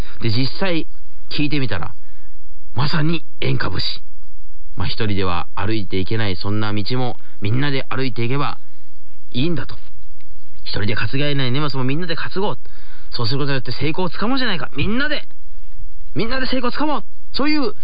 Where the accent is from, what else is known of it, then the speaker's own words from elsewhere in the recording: Kochi, Japan; 私のふるさと高知県の西部にあります足摺海洋館がこの度リニューアルオープンいたしまして